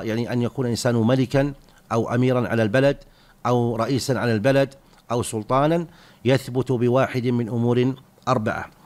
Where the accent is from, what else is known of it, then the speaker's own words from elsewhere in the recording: Saudi Arabia; نحن بحمد الله في هذه البلاد، بلادنا المملكة العربية السعودية